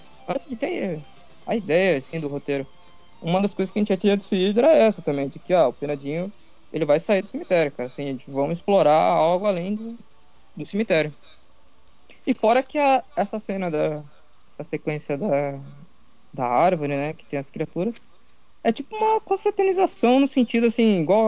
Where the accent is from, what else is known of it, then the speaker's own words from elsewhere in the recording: Santos, São Paulo, Brazil; Que eu sou de Santos, eu morei lá, né?